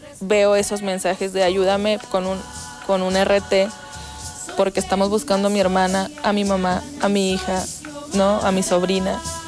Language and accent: Spanish; Coahuila, Mexico; Yo soy una mujer mexicana, soy coahuilense